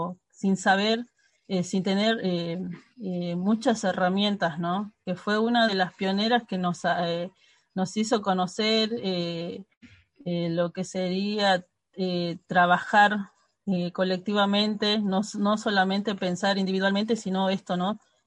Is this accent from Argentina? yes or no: yes; Salta, Argentina; now in Buenos Aires, Argentina; soy del norte salteño, soy de Salta y de la provincia de Salta. Y vivo hace ya 28 años en Villa 3 Fátima, en Soldati.